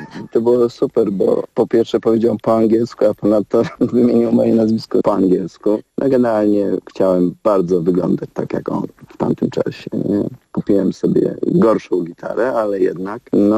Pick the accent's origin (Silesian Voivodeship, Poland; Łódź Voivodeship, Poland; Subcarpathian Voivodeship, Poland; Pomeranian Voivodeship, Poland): Subcarpathian Voivodeship, Poland; Rzeszów; Pochodzę z Rzeszowa, gdzie urodził się … czyli nasz legendarny blues rockowy muzyk.